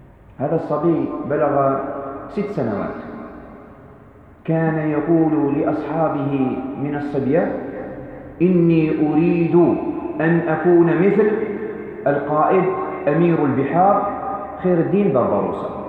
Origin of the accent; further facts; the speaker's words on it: Algeria; ووقعت هنا عندنا في الجزائر.